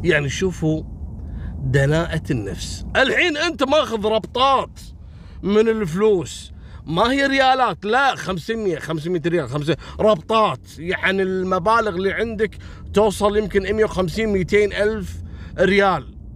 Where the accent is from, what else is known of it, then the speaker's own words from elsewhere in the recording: Kuwait; بخمس دنانير احنا يبيعون عندنا في الكويت